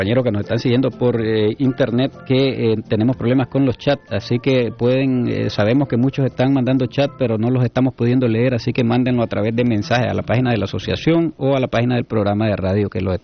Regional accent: Cuba; now in Nicaragua; nosotros, como pueblo cubano que somos, ya por derecho, pues nos estamos solidarizando

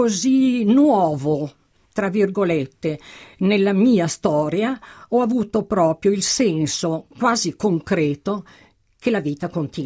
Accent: Milan, Lombardy, Italy; Quasimodo mi ha svelato alcuni misteri di Milano che io milanese non conoscevo

